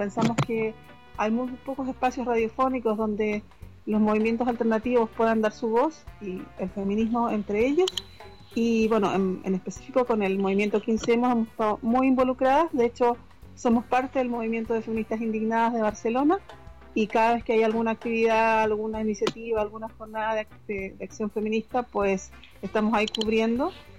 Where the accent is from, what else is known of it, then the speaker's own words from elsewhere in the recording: Chile; la mayoría de las aleteadoras somos de América Latina. De Chile en concreto, partimos así.